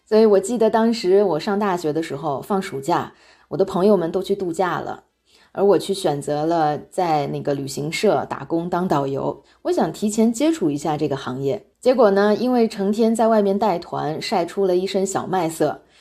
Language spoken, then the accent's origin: Chinese; Hungary; 我在匈牙利生活已经有20多年了，我从小在这里长大的。